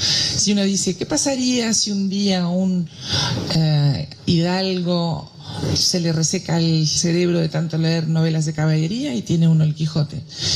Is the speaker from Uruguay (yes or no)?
yes; Uruguay; moved away; cuando me preguntan siempre digo que soy uruguaya, porque a mí me parece feo esa gente que renuncia a sus raíces, ¿no? Y yo me siento muy orgullosa de ser uruguaya